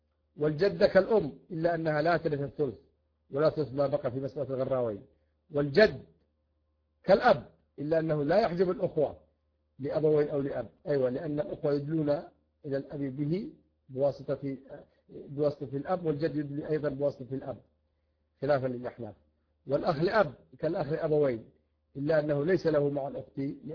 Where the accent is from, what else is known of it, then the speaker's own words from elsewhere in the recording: Yemen; حتى عندنا في اليمن فإنه يرث